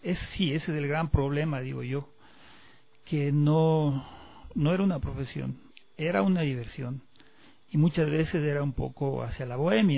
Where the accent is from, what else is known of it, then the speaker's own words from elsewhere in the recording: Riobamba, Chimborazo, Ecuador; yo soy del barrio del Vergel, un barrio muy tradicional de la ciudad de Riobamba, un barrio donde crecimos en la cancha de fútbol y en las esquinas guitarreando.